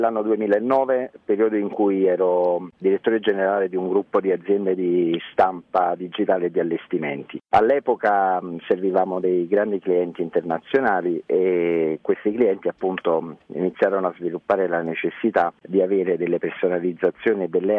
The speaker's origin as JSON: {"language": "Italian", "town": "Caserta", "region": "Campania", "country": "Italy", "said": "Sia io che il mio socio siamo di Caserta."}